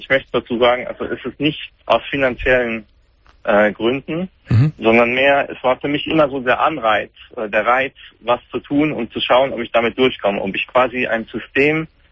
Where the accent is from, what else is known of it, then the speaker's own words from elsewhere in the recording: Germany; born there; Also ich bin gebürtig in Deutschland